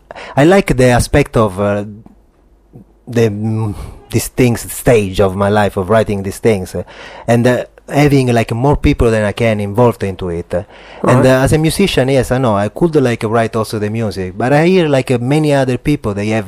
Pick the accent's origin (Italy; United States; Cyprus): Italy; Sicily; English is a second language; I come from Sicily, right? And I come from a little town